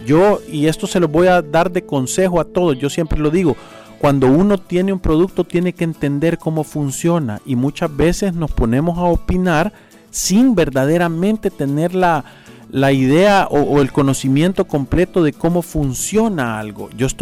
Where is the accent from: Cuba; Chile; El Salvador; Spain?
El Salvador; Nosotros como salvadoreños, yo he visto que se nos ha pegado una enfermedad que se llama de la victimización.